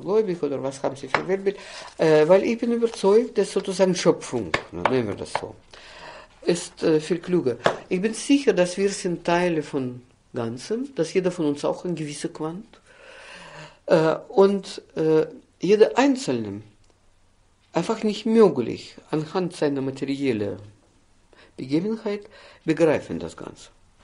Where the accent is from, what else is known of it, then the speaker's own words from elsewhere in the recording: Austria; bei uns in Österreich.